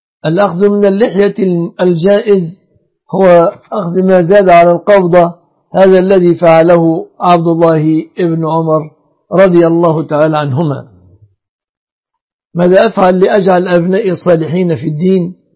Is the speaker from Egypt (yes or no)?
yes; Egypt; يعني المهر المتمثل عندنا في مصر في 3 أشياء